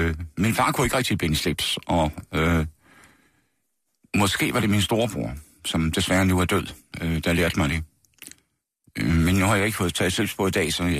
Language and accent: Danish; Horsens, Central Denmark Region, Denmark; I Horsens. Vestergade i Horsens. Ikke noget særligt spændende kvarter, men der er altså, har gået på Rysgade skole hed det, som lå om hjørnet, og senere gik jeg så på Horsens